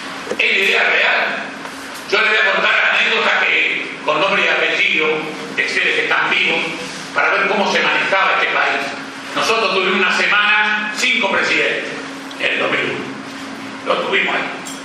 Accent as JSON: {"language": "Spanish", "town": "La Plata", "region": "Buenos Aires Province", "country": "Argentina", "said": "Un platense, como yo también soy platense."}